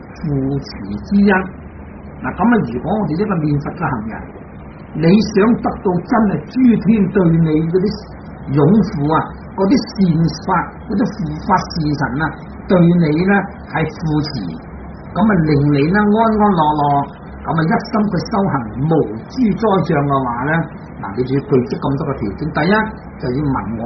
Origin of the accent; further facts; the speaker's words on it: China; 我哋中国人拜佛就舒服啦